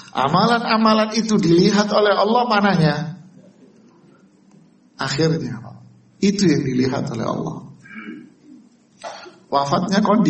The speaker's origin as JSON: {"language": "Indonesian", "town": "Bangil", "region": "East Java", "country": "Indonesia", "said": "Kita orang Bangil sekota, namanya kota kecil."}